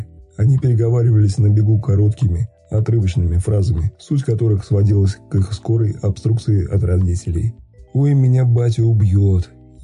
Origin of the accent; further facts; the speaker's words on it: Bryansk, Bryansk Oblast, Russia; я вообще из Брянска, ко мне претензий нет.